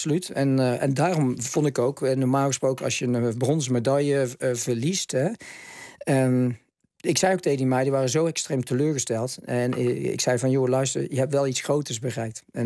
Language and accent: Dutch; Netherlands; Alleen wat mijn geluk was, is dat ik uit Nederland kwam, dat ik de Nederlandse dames had gedaan.